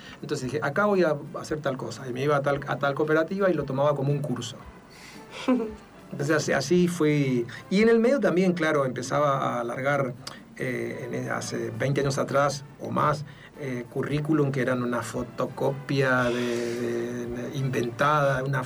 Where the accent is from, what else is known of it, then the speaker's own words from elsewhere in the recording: Palo Santo, Formosa, Argentina; en el monte formoseño donde yo nací, en una localidad que se llama Palo Santo, cuando era chiquito era muy común escuchar los radioteatros o la película que llegaba al pueblo